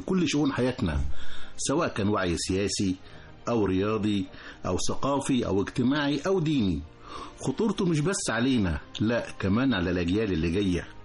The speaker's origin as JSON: {"language": "Arabic", "country": "Egypt", "said": "بعض الأمور اللي تهمنا كلنا كمصريين"}